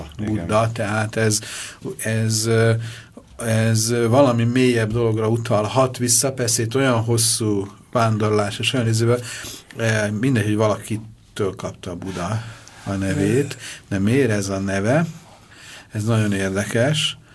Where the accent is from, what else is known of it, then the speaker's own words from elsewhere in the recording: Budapest, Hungary; born there; én is itt születtem Budapesten